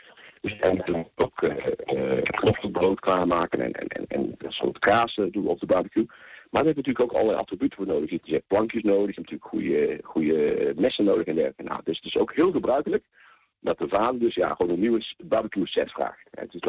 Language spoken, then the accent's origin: Dutch; Netherlands; De creativiteit zit wel in lijn met wat wij als Nederlanders krijgen.